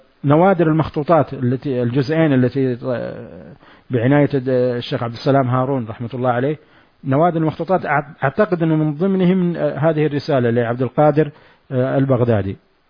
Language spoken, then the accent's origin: Arabic; Hejaz, Saudi Arabia; accent: Hejazi; أو بلهجتنا نحن الحجاز التريقة